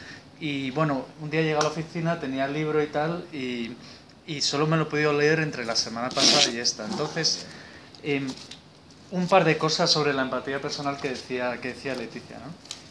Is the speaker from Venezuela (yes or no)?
no; Spain; ¿qué está pasando en mi país, ¿no? Esta España que dices, la España hundida, ¿no?